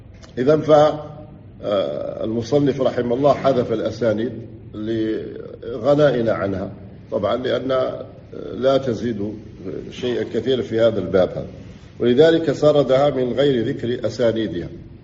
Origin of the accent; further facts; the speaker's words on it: Algeria; وليس إحنا عندنا في الجزائر أمسكوا بعض الإخوة